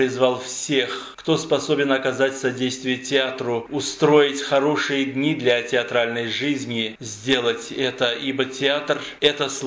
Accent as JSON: {"language": "Russian", "country": "Armenia", "said": "Мы, армяне, говорим «нет» российскому религиозному и абсолютно диктаторскому режиму"}